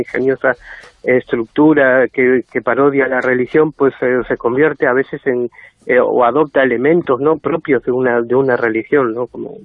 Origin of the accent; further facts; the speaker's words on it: Argentina; Sí, de los pocos argentinos.